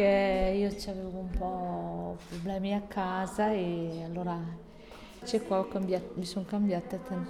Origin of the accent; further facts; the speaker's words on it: Ledro, Trentino-Alto Adige, Italy; E sempre del mio paese, in Val di Ledro.